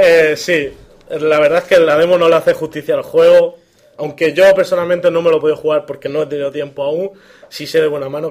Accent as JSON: {"language": "Spanish", "region": "Region of Murcia", "country": "Spain", "said": "Nosotros somos de Murcia"}